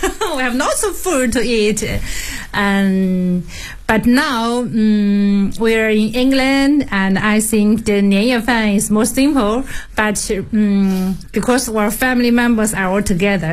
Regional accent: Shanghai, China; English is a second language; now in Cambridge, United Kingdom; I come from Shanghai.

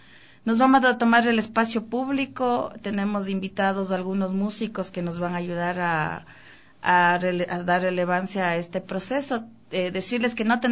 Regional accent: Imbabura, Ecuador; yo soy de Imbabura. Y tengo dentro de mi identidad el proceso afroecuatoriano y el proceso indígena

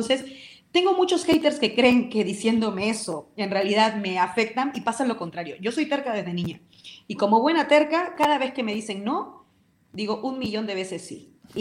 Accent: Peru; accent: Peruvian; now in Spain; Tú me estás escuchando y mi acento no es un acento español. Tengo mi acento, hablo como hablaba en Perú y se me ve.

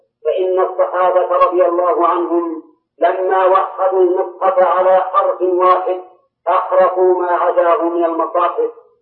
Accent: Saudi Arabia; وإن كل صحيفة عندنا في السعودية كل صحيفة تبتدئ بسم الله الرحمن الرحيم

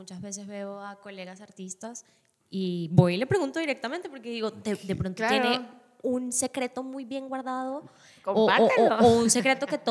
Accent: Venezuela; a veces le tengo que explicar a la gente que para que en realidad todos los venezolanos seamos costeños

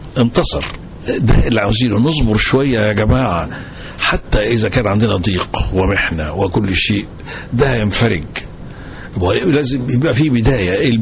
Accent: Egypt; ولكن أفخر إن أنا مصري وإن أنا بحارب.

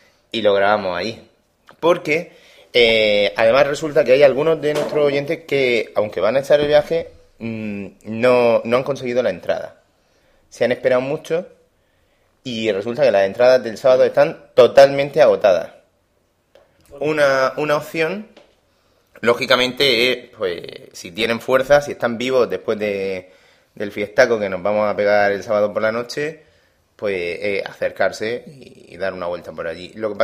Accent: Region of Murcia, Spain; Nosotros somos de Murcia.

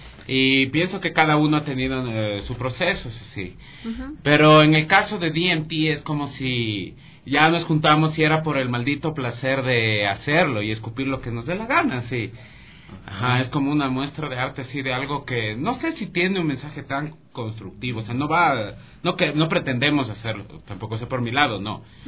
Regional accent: Pichincha, Ecuador; por la situación de cómo me crié en el Valle, yo comencé a hacer música en el Valle con mis panas

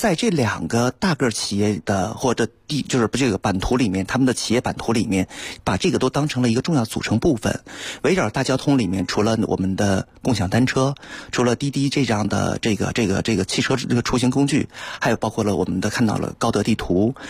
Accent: Beijing, China; 其实我们北京人不太熟悉的另外一个品牌叫哈罗

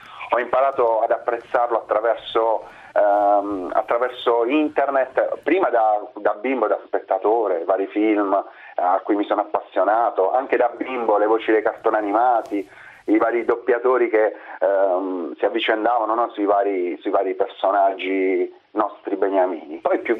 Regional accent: Pozzuoli, Campania, Italy; born there; sono napoletano, io sono nato a Pozzuoli, provincia di Napoli.

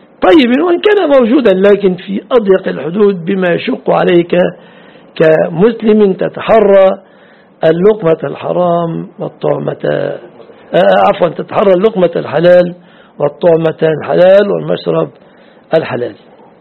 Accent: Mansoura, Dakahlia, Egypt; أنت في مصر هنا الحمد لله نذهب من بلادنا المنصورة للقيرة

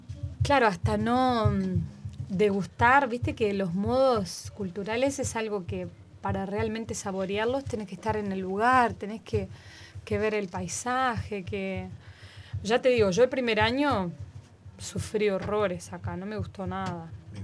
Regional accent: Rio de Janeiro, Brazil; also born or lived in São Paulo; Y nací en San Pablo, pero viví más tiempo en Río. A los 3 años mis padres se fueron para Río.

